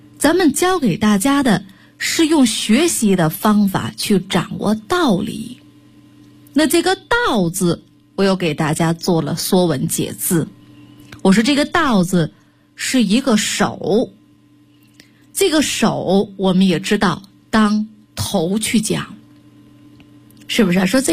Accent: Northeast China, China; 就是我们东北话来说是这个黑瞎子掰苞米一样

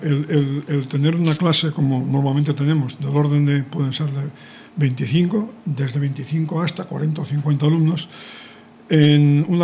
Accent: Catalonia, Spain; Soy catalán, efectivamente.

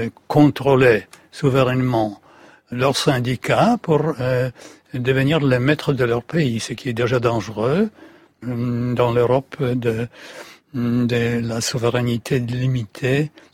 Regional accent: Poland; French is a second language; En tant que Polonais, on doit être raisonnable

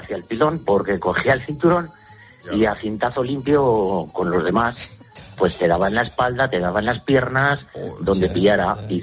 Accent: Pedroso, La Rioja, Spain; also born or lived in Logroño; yo soy de Logroño, lo que pasa que de pequeñito me crié en un pueblo, también de aquí de La Rioja, que se llama Pedroso, uh-huh. Un pueblo muy chiquitín, de menos de 100 habitantes.

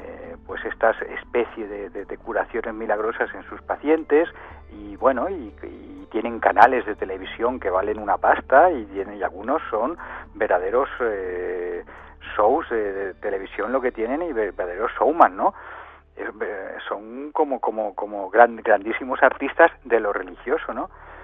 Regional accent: Castilla-La Mancha, Spain; Yo, que soy manchego, tengo un dicho, o en mi tierra hay un dicho

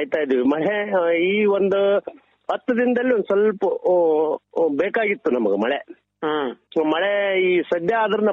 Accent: Sindhanur, Karnataka, India; ಇದು ನಾವು ಸಿಂಧನೂರ್ನ ಈ ಕಡೆ ನಾವು ಪಶ್ಚಿಮ ಭಾಗದವ್ರು ಆಗ್ತವ್ರಿ.

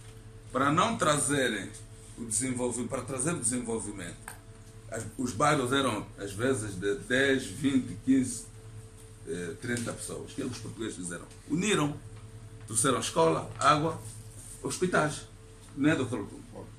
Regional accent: Malanje, Angola; eu sou de Malanjo

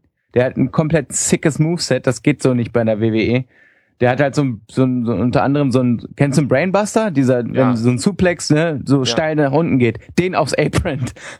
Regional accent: North Germany, Germany; Ja, das sagt man bei uns in Norddeutschland so.

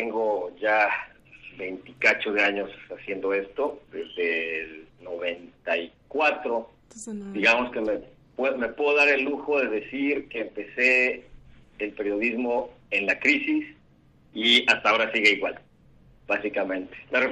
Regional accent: Tabasco, Mexico; also born or lived in Mexico City; now in Mérida, Mexico; Nací en la Ciudad de México, aunque nunca viví allá, pero creo que he ido todos los años de mi vida. Viví la mitad de mi vida en Tabasco y luego me autoexilié aquí a Yucatán, donde estudié.

